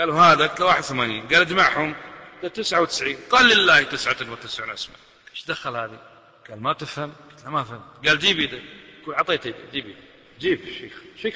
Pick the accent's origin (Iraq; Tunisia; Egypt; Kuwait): Kuwait; وإحنا بصفتنا من أهل الكويت شوي جريئين